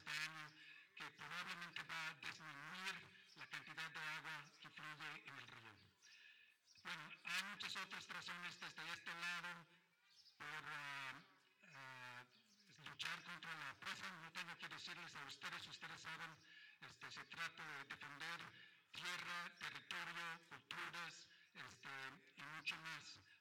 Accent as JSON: {"language": "Spanish", "country": "Canada", "lives_now": "Mexico", "said": "soy originalmente de Canadá. Ya tengo muchos años viviendo aquí en México. Ya tengo la ciudadanía mexicana a través del proceso de naturalización."}